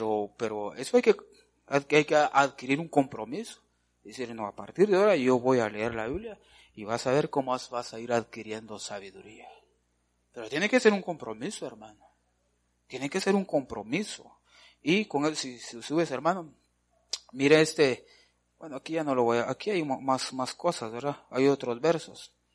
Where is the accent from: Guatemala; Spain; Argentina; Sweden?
Guatemala; uno de los defectos, le podría decir nuestros, como latinoamericanos, como guatemaltecos, es de que no somos dedicados.